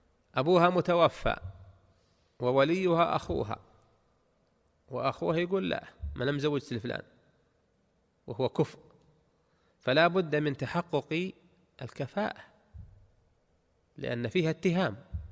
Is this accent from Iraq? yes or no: no; Najd, Saudi Arabia; درج الناس عندنا في المملكة العربية السعودية ولا سيما في نجد